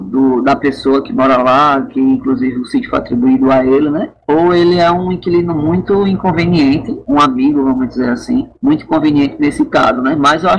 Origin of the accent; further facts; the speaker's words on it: Brazil; quem sofre com tudo isso somos nós brasileiros